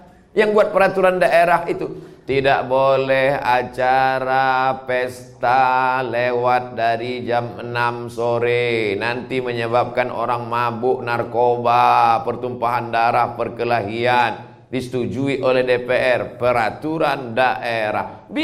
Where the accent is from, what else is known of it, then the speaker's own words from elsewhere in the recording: Riau, Indonesia; Saya dari Riau.